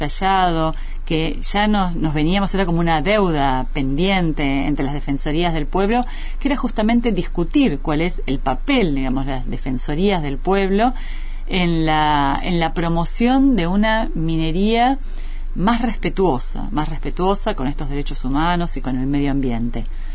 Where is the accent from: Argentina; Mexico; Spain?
Argentina; en países, no solo como Argentina, que tenemos muchas comunidades, bueno, collas principalmente en el norte del país